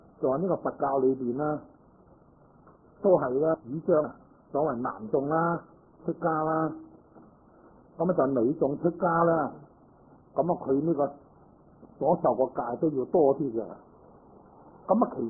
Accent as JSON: {"language": "Cantonese", "region": "Guangdong", "country": "China", "said": "即系我哋广东人话，咁咪由得佢啦"}